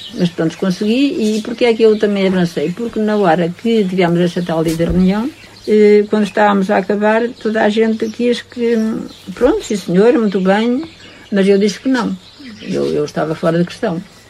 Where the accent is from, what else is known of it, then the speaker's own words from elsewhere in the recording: Chão Sobral, Centro, Portugal; E eu disse, mas a minha terra ainda é boa para férias, e a sua nem para férias é boa.